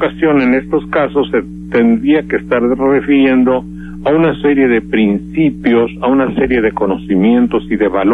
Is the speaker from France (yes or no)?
no; Veracruz, Mexico; yo soy veracruzano y estoy normal, y no soy nada educado.